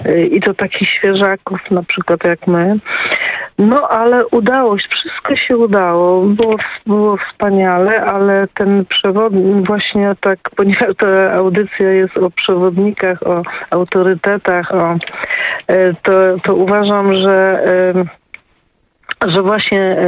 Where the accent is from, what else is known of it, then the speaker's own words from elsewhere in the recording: Wrocław, Lower Silesian Voivodeship, Poland; jestem z Wrocławia